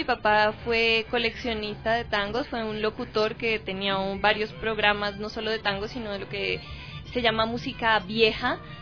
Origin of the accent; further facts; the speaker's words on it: Colombia; como soy yo, colombiana también